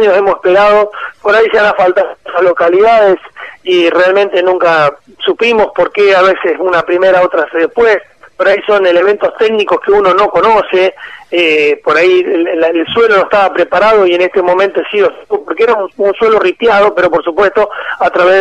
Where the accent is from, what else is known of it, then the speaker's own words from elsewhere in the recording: Argentina; lo han pensado como que somos argentinos y que nos merecemos estar conectados con el país